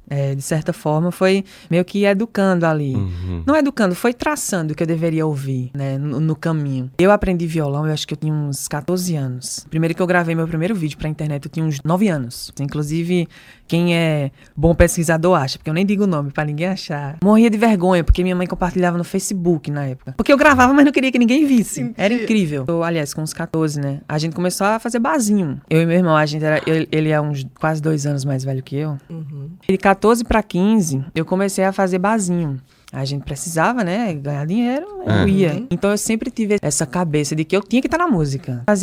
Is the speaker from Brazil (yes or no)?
yes; Arcoverde, Pernambuco, Brazil; Eu sou lá do interior de Pernambuco, né? Uma cidade chamada Arcoverde, bem pequenininha.